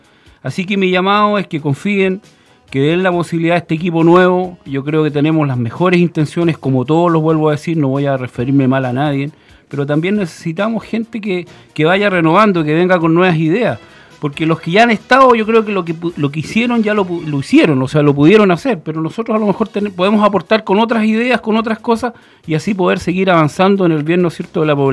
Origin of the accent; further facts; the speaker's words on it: Futrono, Los Ríos, Chile; invitar a mi pueblo, a la comunidad de Futrono, mis amigos, mis vecinos